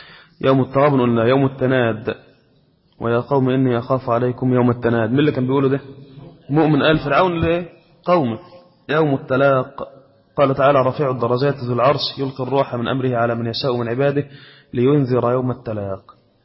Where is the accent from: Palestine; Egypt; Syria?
Egypt; كان عندنا في مصر هنا رئيس القضاء